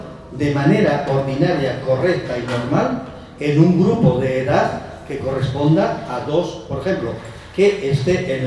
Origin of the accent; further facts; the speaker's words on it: Valdés, Asturias, Spain; yo que soy del Concejo de Valdés, trabajo en el Concejo de Valdés